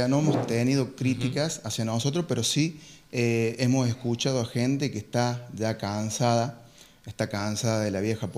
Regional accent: General Paz, Argentina; porque vivimos en General Paz, somos oriundos de General Paz

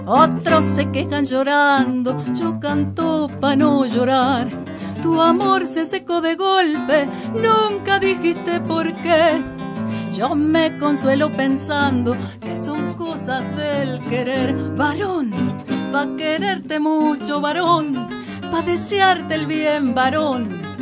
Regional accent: Buenos Aires, Argentina; Bueno, nosotros somos de Capital.

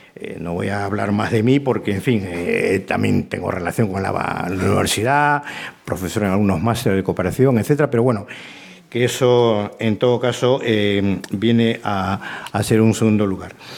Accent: Peru; moved away; llevo ya aquí 40 años, vine de Perú

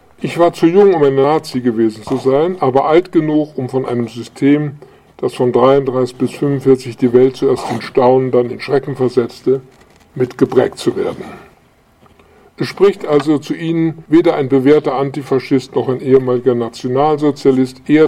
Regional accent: Gdańsk, Pomeranian Voivodeship, Poland; born there; Im Jahr 1927 wurde ich in Danzig geboren.

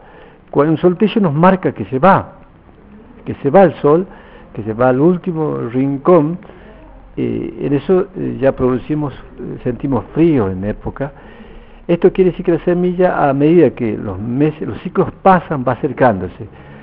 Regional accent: Campo Quijano, Salta, Argentina; Y yo vengo de Campo Quijano, la provincia de Salta, soy diaguita.

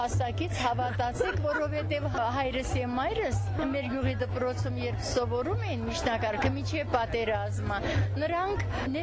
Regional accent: Vanguyugh, Armenia; born there; Ծնունդով Վանգյուղից եմ

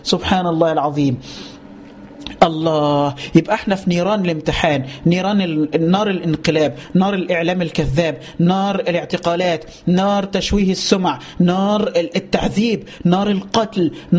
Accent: Upper Egypt, Egypt; عارفين لما امنا في الفلاحين وعندنا في الصعيد، ما هو كله فلاح بقى

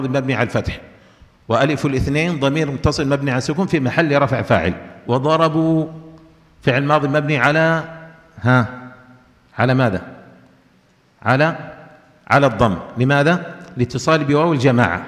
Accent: Yemen; لكن عندنا في اليمن يقولون في الإعراب

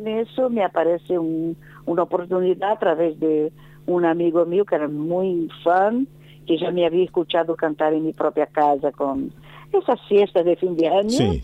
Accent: Salvador, Bahia, Brazil; Spanish is a second language; now in Rio de Janeiro, Brazil; yo me cambié, me vine de Salvador, Bahía, y me instalé en Río de Janeiro.

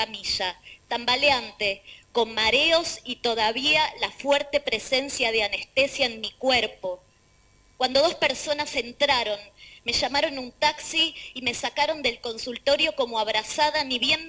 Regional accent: Argentina; Soy mujer, ciudadana argentina y potencial persona gestante.

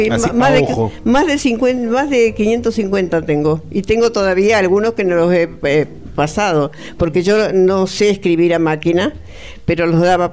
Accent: La Plata, Buenos Aires Province, Argentina; also born or lived in Azul; Sí, sí, a los 3 meses me llevaron a La Plata. ¿Viste? Y después ya ahora me vengo a ver. Acá tengo familia.

